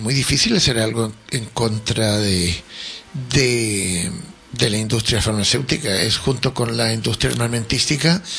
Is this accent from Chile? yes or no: yes; Valparaíso, Chile; born there; En Chile. Bueno, nací en Valparaíso.